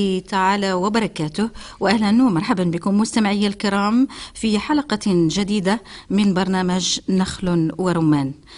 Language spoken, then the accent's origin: Arabic; Morocco; accent: Moroccan Arabic; الدلاح كما نقولها بلهجتنا العامية المغربية